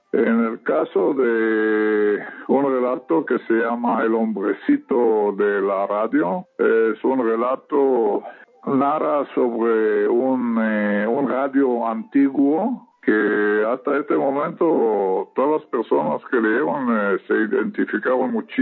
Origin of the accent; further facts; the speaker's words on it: Israel; Spanish is a second language; el radio proviene de Europa, a mi tierra natal, que es Israel